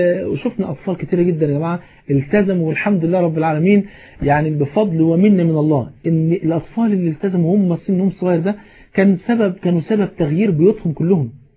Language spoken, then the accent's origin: Arabic; Egypt; حتى المثل البلد عندنا في مصر يقول ايه